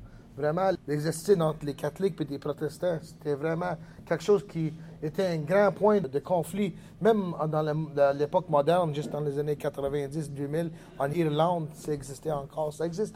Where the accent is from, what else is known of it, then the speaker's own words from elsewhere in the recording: Kanesatake, Quebec, Canada; French is a second language; J'étais 18 ans quand ça a déclenché. J'étais impliqué depuis que je suis 17 avec la lutte pour la terre chez nous, à Calasadague.